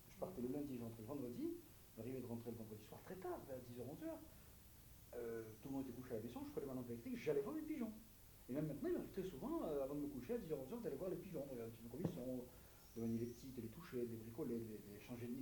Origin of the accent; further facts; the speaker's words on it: Algeria; Je suis originaire d'Algérie.